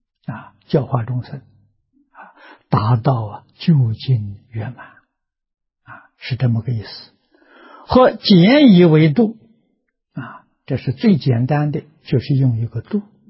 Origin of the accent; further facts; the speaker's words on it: China; 我们中国人讲到家了啊，说功夫到家了啊